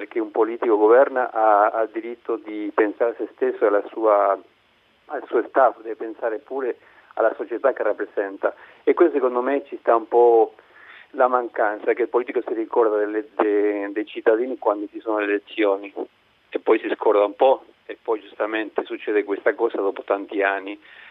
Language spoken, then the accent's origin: Italian; Uruguay; Italian is a second language; now in Italy; Vengo dall'Uruguay.